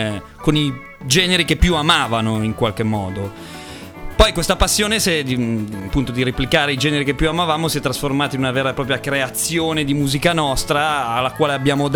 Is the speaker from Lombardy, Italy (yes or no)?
yes; Milan, Lombardy, Italy; veniamo da Milano